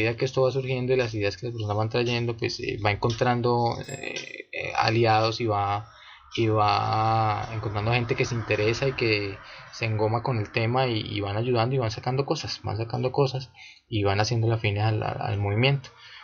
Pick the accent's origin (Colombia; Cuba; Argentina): Colombia; Villavicencio, Meta; Villavicencio.